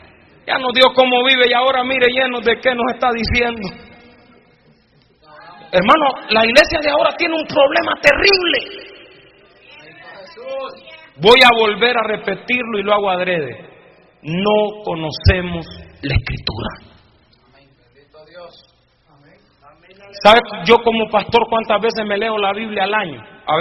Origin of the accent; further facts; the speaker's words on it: Honduras; cuando llegaban los evangelistas a la iglesia donde yo me convertí, en mi país, en Honduras